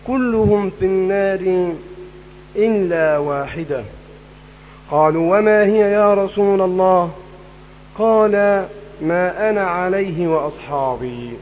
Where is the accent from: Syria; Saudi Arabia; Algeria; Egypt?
Egypt; هذه الفرقة موجودة تنتشر في كل مكان في بلدنا مصر